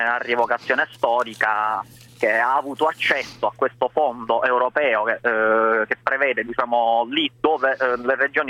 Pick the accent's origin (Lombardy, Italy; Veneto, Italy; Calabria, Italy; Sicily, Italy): Sicily, Italy; Io che sono siciliano la maggior parte non conoscevo, devo dire, questa festa del Taratata